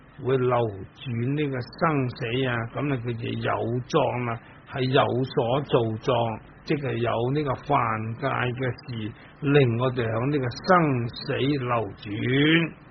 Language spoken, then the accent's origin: Chinese; Dongguan, Guangdong, China; 我本身是东莞人，东莞人喝酒呢都不会输蚀的，况且我的家族呢都是做酒的